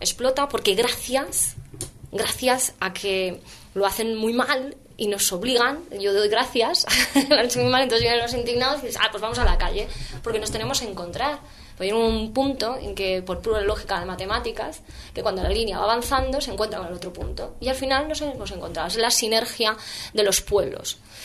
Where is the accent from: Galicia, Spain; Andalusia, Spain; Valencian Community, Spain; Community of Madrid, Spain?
Community of Madrid, Spain; Madrid; Yo a nivel personal venía de la calle. Yo soy de Vallecas.